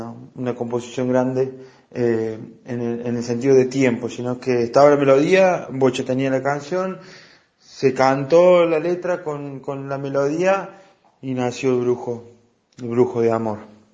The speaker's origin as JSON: {"language": "Spanish", "region": "Córdoba", "country": "Argentina", "said": "soy de Córdoba capital, integrante de la Cruz ABL"}